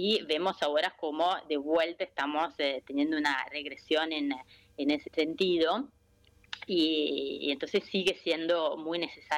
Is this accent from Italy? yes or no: yes; Italy; Yo soy italiana, pero me siento argentina, estoy ahora acá en Italia, extraño un montón